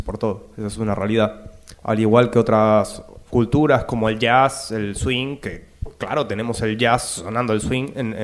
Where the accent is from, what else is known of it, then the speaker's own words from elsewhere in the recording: Chile; Soy de Chile.